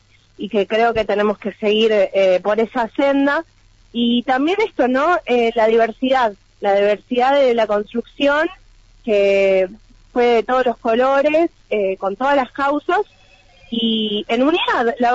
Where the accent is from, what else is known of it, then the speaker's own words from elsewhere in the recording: Argentina; es el nuevo desafío que nos toca como pueblo argentino